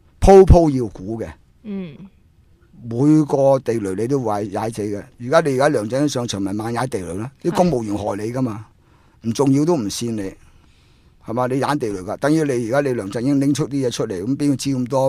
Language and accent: Cantonese; Hong Kong; 譬如我哋香港人或者要提出意见，我哋可以